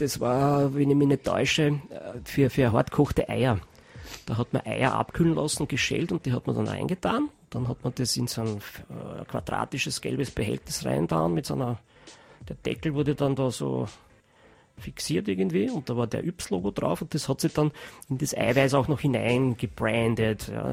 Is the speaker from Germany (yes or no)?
no; Austria; ich bin ein Österreicher, das verbiete ich mich, ich bin nicht deppert.